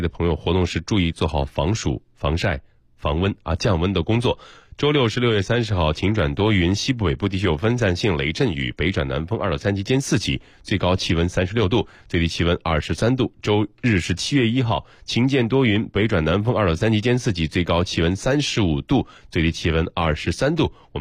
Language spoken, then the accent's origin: Chinese; Shandong, China; 因为我的家乡在山东嘛，